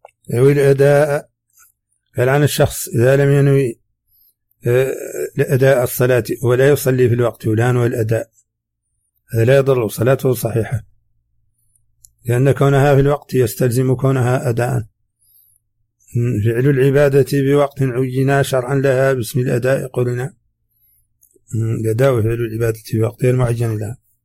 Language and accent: Arabic; Mauritania; accent: Hassaniya